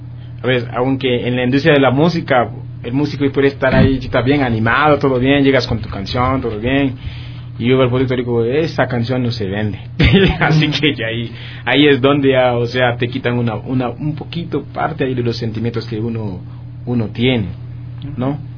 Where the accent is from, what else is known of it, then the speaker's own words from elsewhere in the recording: Haiti; Spanish is a second language; yo soy de Haití